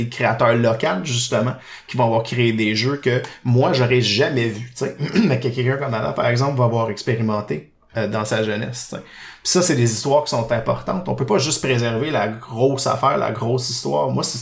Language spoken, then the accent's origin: French; Laval, Quebec, Canada; moi, j'ai grandi à Laval, oui, je l'avoue, je l'assume. J'ai grandi à Laval, en proche de Montréal